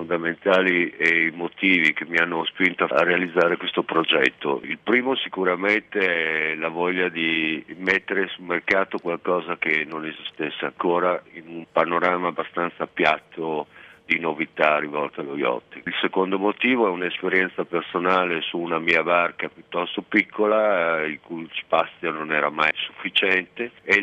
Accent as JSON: {"language": "Italian", "town": "Ravenna", "region": "Emilia-Romagna", "country": "Italy", "tie": "born or raised there", "said": "io sono originario di Ravenna"}